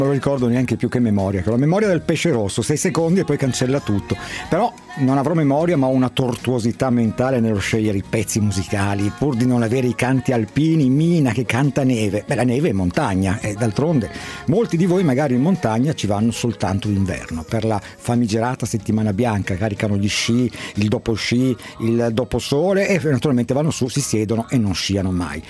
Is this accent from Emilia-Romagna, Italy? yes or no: no; Milan, Lombardy, Italy; Sono nato a Milano, cresciuto respirando a pieni polmoni smog potente in un tempo in cui il Duomo era nero per la fuliggine delle grandi fabbriche.